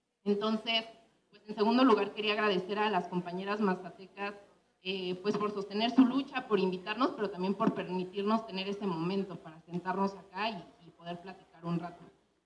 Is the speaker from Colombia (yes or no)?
no; Mexico City, Mexico; soy de la Ciudad de México, del pueblo de Los Reyes, en Coyoacán.